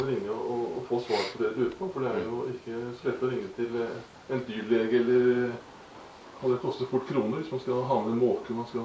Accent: Tønsberg, Vestfold, Norway; Jeg vokste opp ute i Slagen.

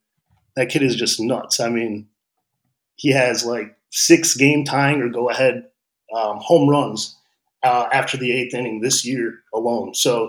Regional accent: Michigan, United States; And I mean, I grew up in Michigan and we always liked the Tigers.

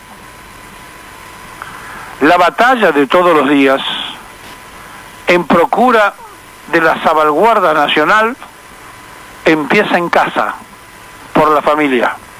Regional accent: Argentina; 2 siglos y 9 años después, miramos la misma plaza, pero no somos los mismos argentinos.

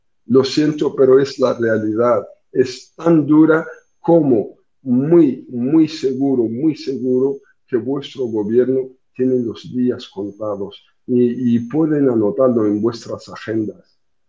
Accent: Mauritania; me han contactado ciudadanos españoles que residen en mi país, en Mauritania, que es pacífica

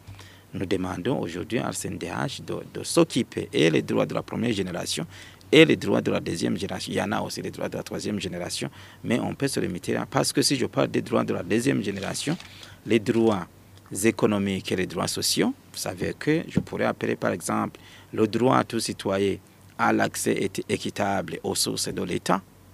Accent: Burundi; Mais ici, chez nous, au Burundi

